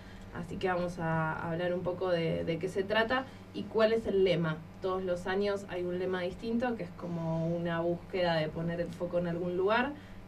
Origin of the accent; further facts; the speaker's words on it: Argentina; Me siento más ciudadana argentina que nunca.